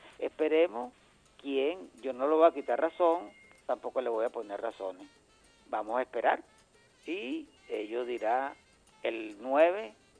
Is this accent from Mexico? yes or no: no; Venezuela; yo, como venezolano